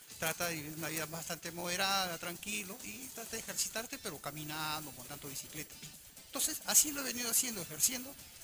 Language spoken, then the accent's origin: Spanish; Callao, Peru; yo soy un chalaco verdaderamente de corazón.